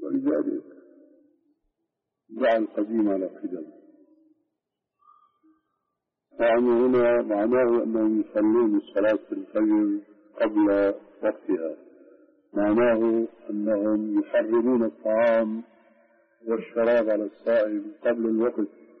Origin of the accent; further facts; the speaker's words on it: Syria; اليوم مثلا عندنا في الشام سنة رتيبة من أذان